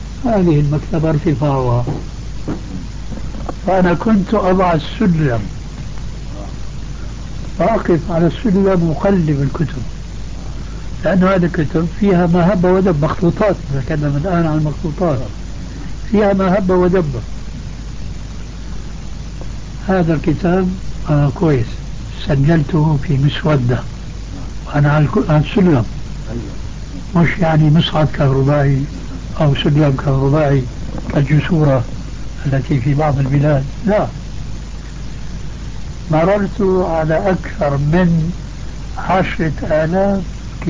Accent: Syria; يقولوا عندنا في الشام

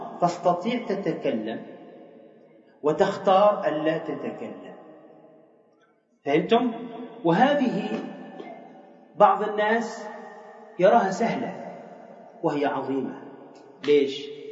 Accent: Tunisia; وإحنا عندنا في تونس نفس الشيء

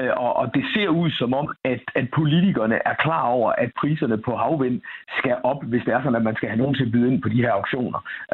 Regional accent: Viborg, Central Denmark Region, Denmark; born there; fra min fødeby Viborg

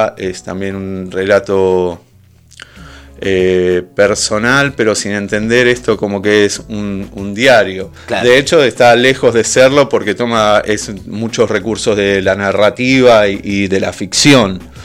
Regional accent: Benito Juárez, Buenos Aires Province, Argentina; now in La Plata, Argentina; Yo no soy de La Plata, soy de Benito Juárez. Me vine a vivir en el 2001, plena crisis, y siempre viví en el Giro.

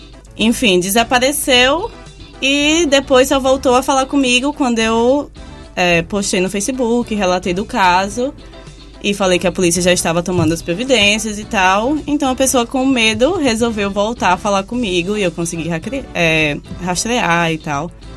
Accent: Aracaju, Sergipe, Brazil; also born or lived in Rio de Janeiro; now in Australia; tanto na minha cidade natal, que é Aracaju.

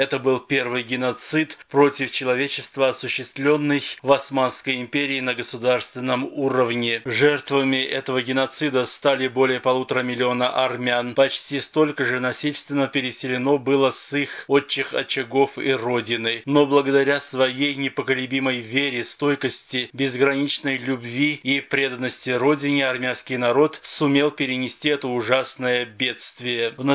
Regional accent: Armenia; Миру мы должны сказать, что мы армяне, мы должны жить.

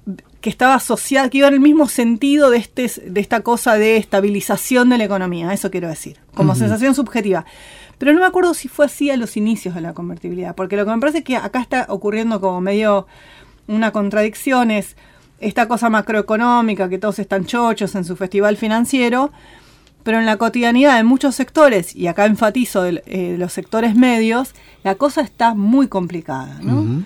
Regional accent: Argentina; Me parece que los argentinos somos, y las argentinas somos muy ombliguistas

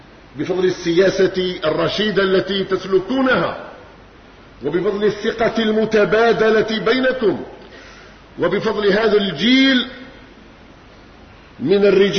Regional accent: Algeria; إذ لسورية الحبيبة في قلوبنا نحن أبناء الجزائر مكانة عالية

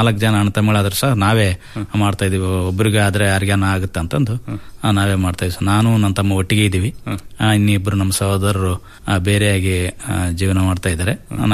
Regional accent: Konasagara, Karnataka, India; ಅಲ್ಲೇ ನಮ್ಮೂರಿನಲ್ಲೇ ಕೋನಸಾಗರದಲ್ಲಿ ಪ್ರಾಥಮಿಕ ಶಿಕ್ಷಣ ಎಲ್ಲ ಮುಗಿದ್ವಿ, ಹೈಸ್ಕೂಲ್ ಸಹ ಅಲ್ಲೇ.

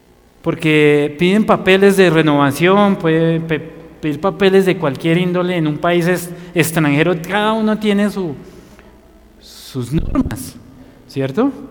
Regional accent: Colombia; Y más por ser colombianos, ¿no?

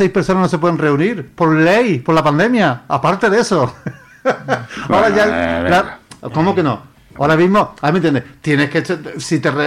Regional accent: Spain; lo que estamos vendidos es, somos los españoles.

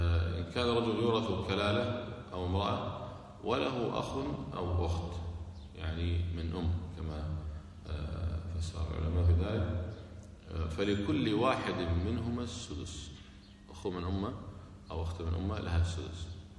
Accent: Kuwait; احنا عندنا في الكويت الحمد لله البلدية تشيل كل شيء الكفان

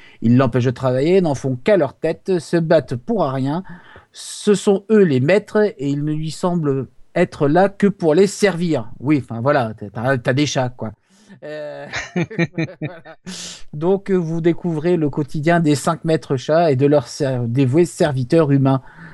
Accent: Brest, Brittany, France; Je suis de Brest, donc les mouettes.

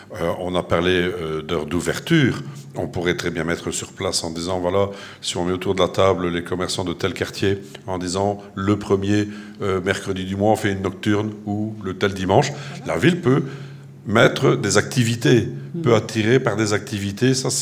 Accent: Le Touquet, Hauts-de-France, France; je suis originaire du Touquet.

